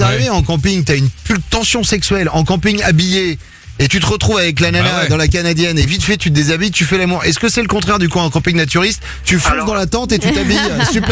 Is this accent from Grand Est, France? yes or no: no; Saint-Jean-d'Angély, Nouvelle-Aquitaine, France; je suis de Saint-Jean-d'Angély en Charente-Maritime et près de chez moi, il y a une forêt, je crois que c'est la forêt de Mata, à côté de Mata ou d'Aulnay de Saint-Onge.